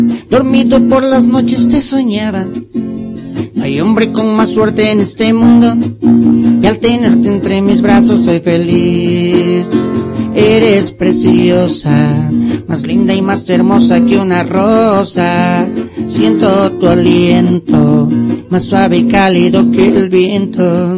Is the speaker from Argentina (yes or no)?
no; Tuxtepec, Oaxaca, Mexico; de Tuxtepec, Oaxaca, para ser más específico, pues no había mucho rock and roll ahí